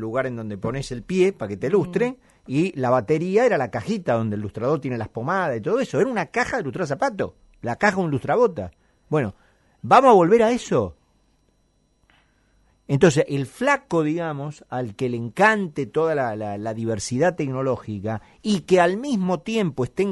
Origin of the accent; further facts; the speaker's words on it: Argentina; a la que tan afectos somos los argentinos